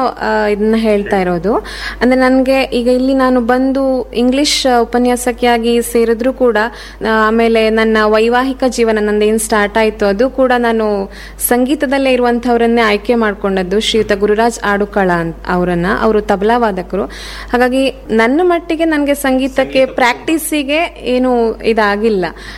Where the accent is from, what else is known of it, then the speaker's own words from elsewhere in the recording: Yalaguppa, Karnataka, India; ನಮ್ಮದು ಯಲಗುಪ್ಪ ಅನ್ನುವಂಥ ಒಂದು ಪುಟ್ಟ ಹಳ್ಳಿ, ಹೊನ್ನಾವರ ತಾಲೂಕಿನ ಯಲಗುಪ್ಪ ಅನ್ನುವಂಥ ಪುಟ್ಟ ಹಳ್ಳಿ.